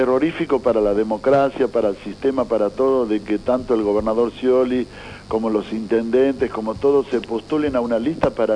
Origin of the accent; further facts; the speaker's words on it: Argentina; también en esto, como argentinos, tenemos la culpa nosotros